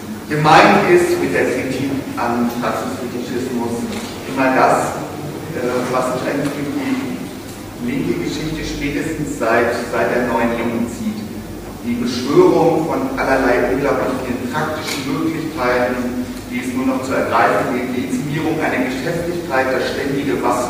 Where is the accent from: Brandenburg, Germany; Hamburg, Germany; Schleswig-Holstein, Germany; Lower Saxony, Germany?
Hamburg, Germany; ich komme ja aus Hamburg und bin dort assoziiert in der Hamburger Studienbibliothek.